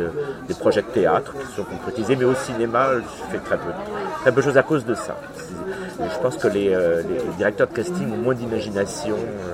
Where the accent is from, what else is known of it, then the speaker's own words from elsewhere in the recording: Cherbourg, Normandy, France; born there; Je suis né à Cherbourg. J'y ai jamais vécu.